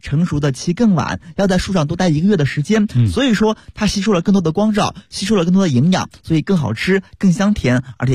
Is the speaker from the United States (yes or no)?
no; Xinjiang, China; 当然了，所以说今天呢，我就要把我们家乡特别好的一款商品介绍给大家。